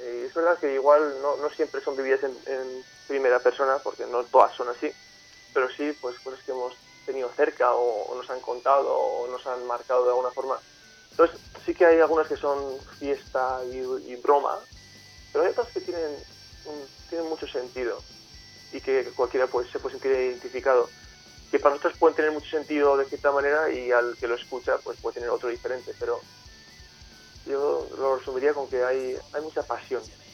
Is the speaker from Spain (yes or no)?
yes; Pamplona, Navarre, Spain; Nosotros somos de Pamplona, somos y teníamos en Madrid dos bolos seguidos